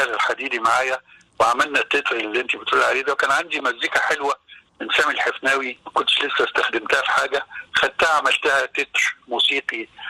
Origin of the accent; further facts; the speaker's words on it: Damanhur, Beheira, Egypt; now in Cairo, Egypt; إن أنا أصلا زي ما قلت لك من دمنهور، وفي دمنهور ما عندناش الحكاية اللي لقيتها بعد كده لما جيت القاهرة